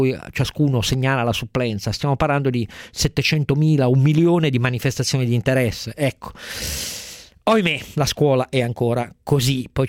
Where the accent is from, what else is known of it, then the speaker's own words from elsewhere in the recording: Piedmont, Italy; Io sono piemontese